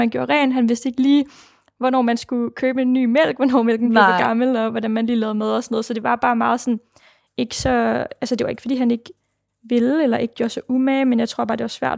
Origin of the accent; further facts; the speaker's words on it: Jonstrup, Capital Region of Denmark, Denmark; jeg bliver født tilbage i 99 i sådan en lille by, der hedder Jonstrup, som ligger 20 km uden for København. Og her bor jeg med min mor, som hedder Rikke, og min far, som hedder Mohammed. Og min far er jo så indvandrer fra Nordmakedonien